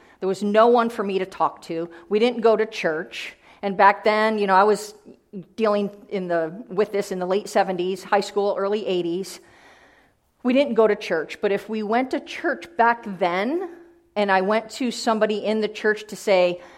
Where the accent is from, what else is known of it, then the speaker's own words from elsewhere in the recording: Jamestown, New York, United States; that I lived in, Jamestown, New York, about as far west of New York City here that you can get. So I'm a New Yorker too.